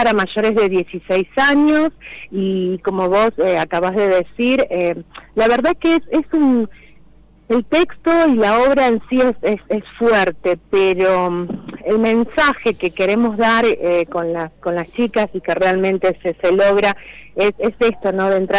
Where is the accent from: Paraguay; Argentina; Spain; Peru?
Argentina; Villa Carlos Paz, Córdoba; Nosotros somos de Carlos Paz. Uh-huh. sí, de Villa Carlos Paz.